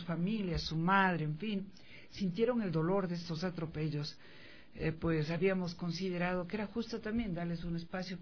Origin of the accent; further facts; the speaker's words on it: Ecuador; jamás debemos olvidar nosotros como pueblo ecuatoriano